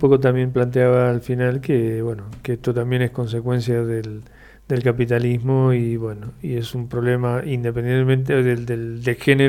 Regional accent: Mendoza, Argentina; En la realidad nuestra, como mendocinos y mendocinas, con todas estas situaciones trágicas

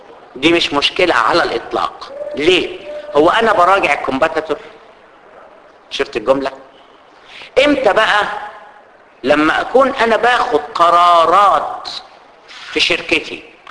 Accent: Egypt; عندنا في مصر سوق القطيعه

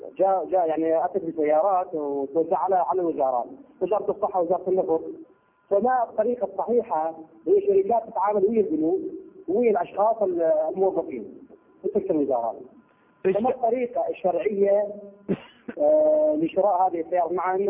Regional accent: Iraq; نصيبة نسميها بالعامية عندنا بالعراق

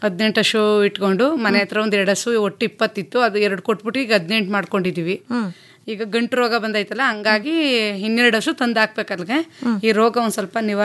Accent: Sihalli, Karnataka, India; ಬಿಸಿ ಹಳ್ಳಿ ಬನ್ನೂರ ಹತ್ರ ಮೇಡಮ್.

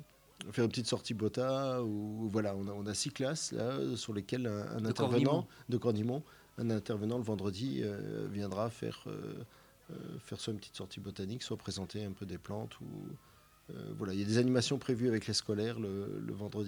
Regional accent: Metz, Grand Est, France; Moi, j'ai grandi à Metz, mais originaire un peu du nord-est, quoi. Des origines agricoles installées en Marne, dans la Marne.

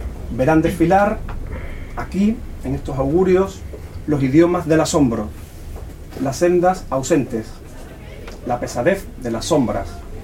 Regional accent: La Puebla, Andalusia, Spain; y yo soy de La Puebla, que está muy cerquita.

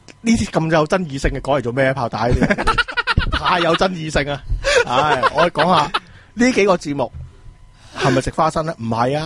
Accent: Hong Kong; 为咗我哋香港人嘅福祉啊，企喺我哋香港人弱势香港人呢边啊

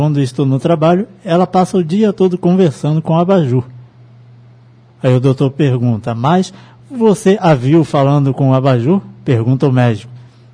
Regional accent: Cachoeira de Macacu, Rio de Janeiro, Brazil; Calor em Cachoeira de Macacu, minha terrinha.

